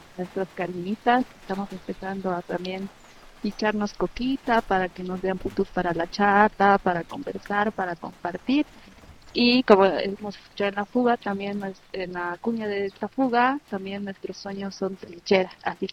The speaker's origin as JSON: {"language": "Spanish", "town": "El Alto", "region": "La Paz", "country": "Bolivia", "said": "soy de la Ciudad del Alto, soy artista plástica"}